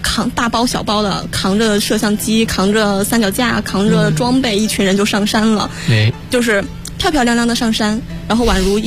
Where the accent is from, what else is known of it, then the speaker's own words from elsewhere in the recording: Shanxi, China; 啊，我老家是山西的。